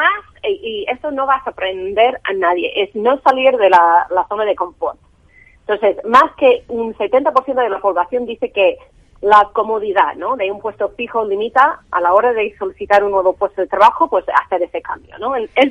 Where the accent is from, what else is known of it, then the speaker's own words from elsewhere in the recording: United States; now in Europe; Porque yo, uh-huh. obviamente, soy americana y tenemos otro modelo ahí